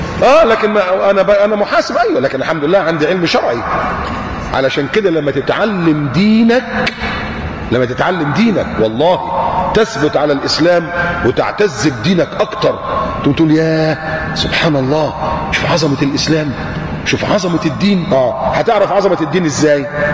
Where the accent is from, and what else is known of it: Egypt